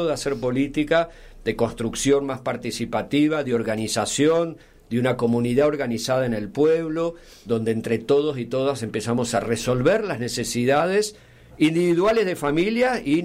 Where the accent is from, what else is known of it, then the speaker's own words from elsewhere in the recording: Villa de las Rosas, Córdoba, Argentina; en las chacras de donde soy, de Villa de las Rosas